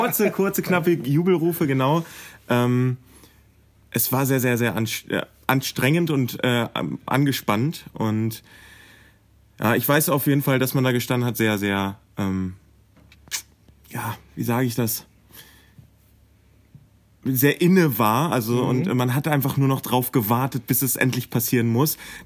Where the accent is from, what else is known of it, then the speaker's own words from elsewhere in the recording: Wolfsburg, Lower Saxony, Germany; also born or lived in Helmstedt; ich fühle mich hier zu Hause. Ich komme zwar gebürtig so aus Helmstedt, also Landkreis Helmstedt, aber ich war halt immer hier. Ich bin hier auf die Schule gegangen und ich hatte halt auch einfach den heimischen Bezug zu Wolfsburg